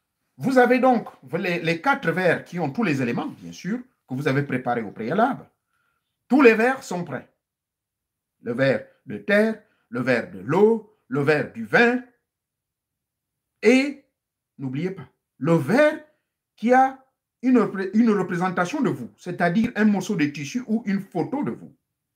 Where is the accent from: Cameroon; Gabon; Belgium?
Gabon; Chez nous, en Gabon